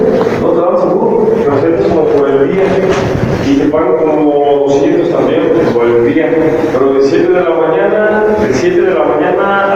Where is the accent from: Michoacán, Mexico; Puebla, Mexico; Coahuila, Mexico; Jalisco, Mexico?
Jalisco, Mexico; No, de aquí de... Soy de aquí en Jalisco.